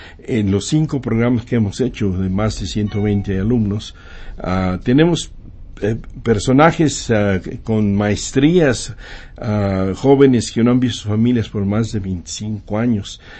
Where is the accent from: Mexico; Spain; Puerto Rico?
Mexico; now in United States; como mexicanos como somos nosotros que hemos migrado